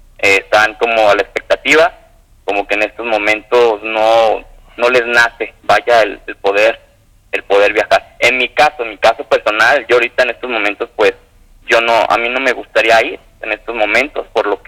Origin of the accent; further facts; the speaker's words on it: Mexico; Hay que ver que estamos unidos como mexicanos